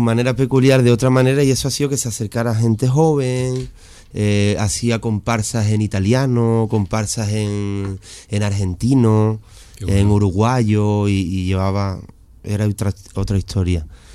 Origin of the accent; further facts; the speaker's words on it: Seville, Andalusia, Spain; me siento muy andaluz y muy sevillano de mi tierra, por supuesto.